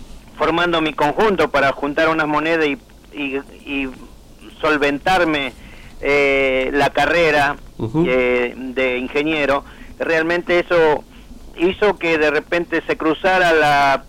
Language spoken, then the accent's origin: Spanish; Salta, Argentina; born there; mucha gente me dice, creía que yo era cordobés, pero no, nací en Salta.